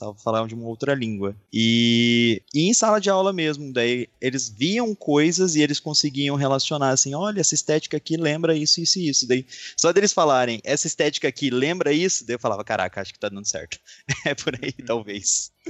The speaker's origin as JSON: {"language": "Portuguese", "town": "Curitiba", "region": "Paraná", "country": "Brazil", "lives_now": "Niterói, Brazil", "said": "Cara, de onde eu venho lá de Curitiba, moro em Niterói atualmente, sou arte historiador. Tô me aventurando aqui nessas terras cariocas nos últimos anos."}